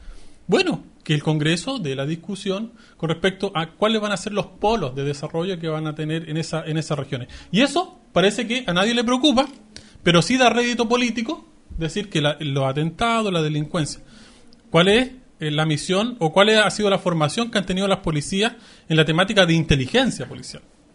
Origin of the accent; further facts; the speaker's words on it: Chile; acá estamos los otros, que somos los chilenos.